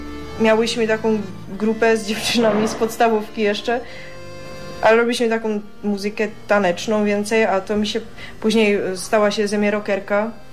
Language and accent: Polish; Český Těšín, Moravian-Silesian Region, Czechia; Ja pochodzę z czeskiego Cieszyna.